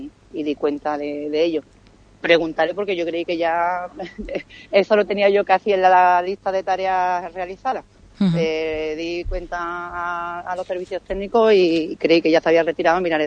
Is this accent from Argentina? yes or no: no; Ubrique, Andalusia, Spain; somos todos de Ubrique y todos vivimos en la localidad